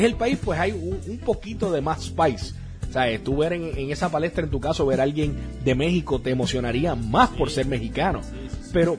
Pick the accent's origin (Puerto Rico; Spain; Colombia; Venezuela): Puerto Rico; now in United States; Es algo que, como puertorriqueño, te puedo decir que es algo que nos caracteriza en el deporte, pero eventualmente he tenido la oportunidad, ¿verdad?, ahora viviendo en Estados Unidos